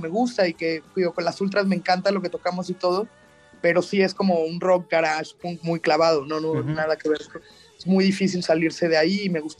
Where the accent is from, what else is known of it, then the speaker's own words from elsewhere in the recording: Veracruz, Mexico; pues yo soy de Veracruz, entonces cuando llegué aquí a la ciudad